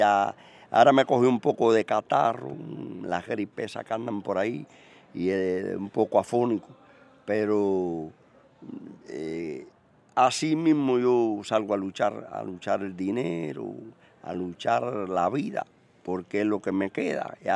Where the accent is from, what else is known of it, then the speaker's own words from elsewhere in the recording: Cuba; porque yo amo a Cuba y soy cubano